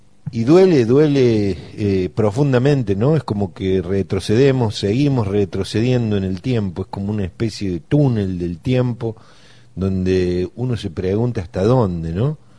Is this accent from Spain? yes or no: no; Argentina; A mí me da vergüenza como argentino, vergüenza como hombre, como docente.